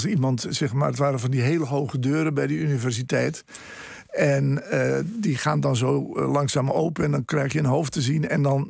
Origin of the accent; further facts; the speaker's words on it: Westernieland, Groningen, Netherlands; born there; En dat ligt op 15 kilometer van Westernieland, waar ik geboren ben.